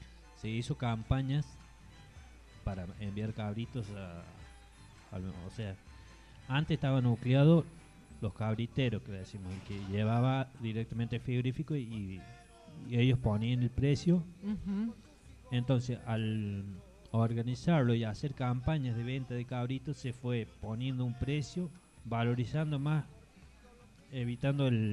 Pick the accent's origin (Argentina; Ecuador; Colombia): Argentina; Villa Dolores, Córdoba; yo vengo de Córdoba, de más bien de Villa Dolores, 30 kilómetros hacia el norte, yendo a Chancaní, donde son rurales, donde se hace producción caprina y, bueno, vacuno.